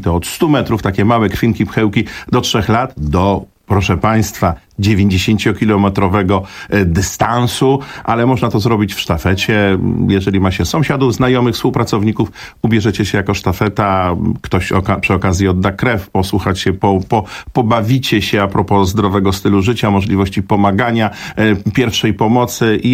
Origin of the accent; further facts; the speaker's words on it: Warsaw, Masovian Voivodeship, Poland; To było 24 lata temu, jeszcze wtedy jako warszawiak